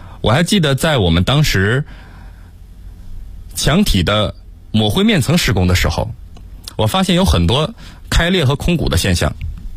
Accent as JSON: {"language": "Chinese", "town": "Harbin", "region": "Heilongjiang", "country": "China", "tie": "born or raised there", "moved": "as an adult", "lives_now": "Beijing, China", "said": "在我大学毕业那年，我从我的家乡哈尔滨穿越1200公里来到了北京"}